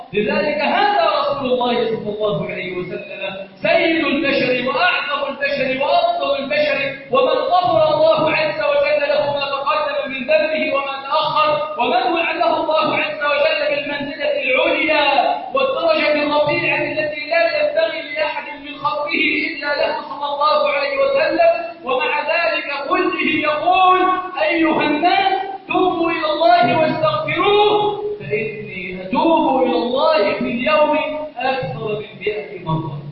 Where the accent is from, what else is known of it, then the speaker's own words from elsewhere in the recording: Egypt; اللهم إنا نسألك أن تجعل بلدنا مصر سخاءً